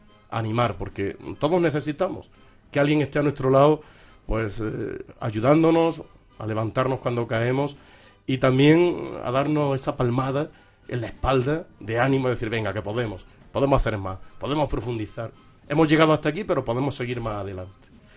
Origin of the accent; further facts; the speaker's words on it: Porcuna, Andalusia, Spain; yo soy de Porcuna, pues en la parroquia del pueblo sí